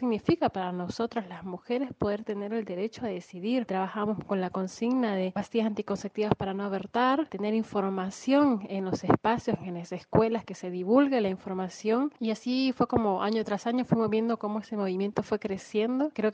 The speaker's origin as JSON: {"language": "Spanish", "country": "Honduras", "moved": "as an adult", "lives_now": "Argentina", "said": "de Honduras. Vivo en Argentina desde el 2013."}